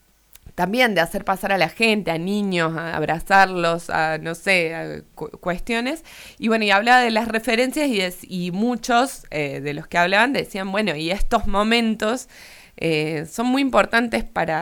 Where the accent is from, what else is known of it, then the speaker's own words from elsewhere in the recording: Argentina; los argentinos somos solidarios, que los argentinos somos compañeros, que los argentinos creemos y confiamos